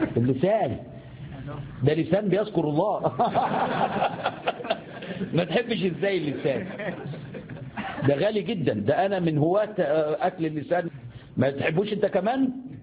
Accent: Egypt; في حاجة عندنا في مصر اسمها سمين

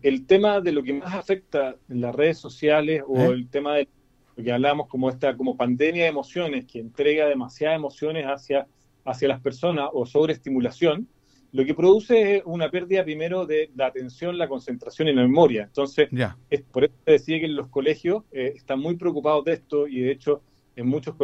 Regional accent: Chile; nosotros somos los chilenos con la emoción a flor de piel.

